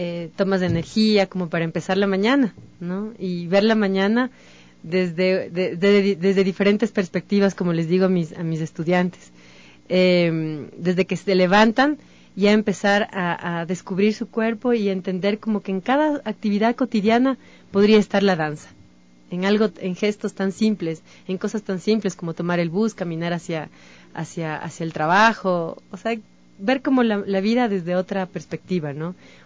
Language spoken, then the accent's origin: Spanish; Cotopaxi, Ecuador; Yo vengo de la provincia de Cotopaxi, en donde está el danzante. crecemos con las fiestas populares